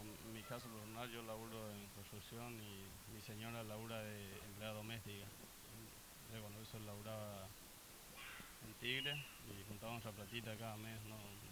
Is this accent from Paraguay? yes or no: yes; Paraguay; now in Argentina; yo en mi caso soy extranjero, soy paraguayo y tengo amigos acá en el barrio que son paraguayos